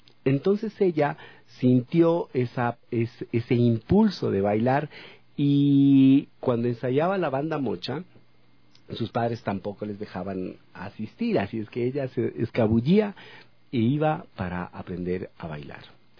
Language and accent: Spanish; El Chota, Imbabura, Ecuador; born there; now in Ibarra, Ecuador; Yo nací en el Chota, así es que, y viví en Ibarra, ya vivo en Ibarra tanto tiempo, así es que puedo decir que soy ibarreña.